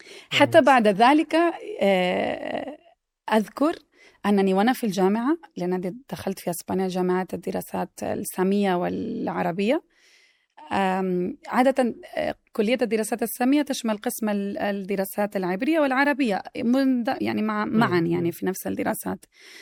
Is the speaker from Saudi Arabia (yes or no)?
yes; Mecca, Makkah Province, Saudi Arabia; تربيت وترعرعت ونشأت في مكة